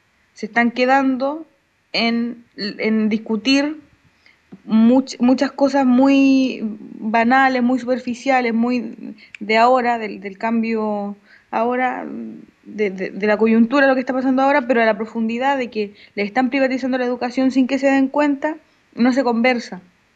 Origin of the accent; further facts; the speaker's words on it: Chile; now in Argentina; es lo que nosotros decíamos como chilenos acá, de que en Chile ya nos pasó que nos privatizaron la educación.